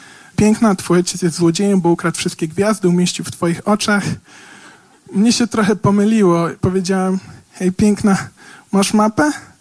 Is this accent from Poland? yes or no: no; Kenya; Ja pochodzę z Kenii, tam się urodziłem, mój ojciec jest Kenijczykiem i stamtąd też pochodzi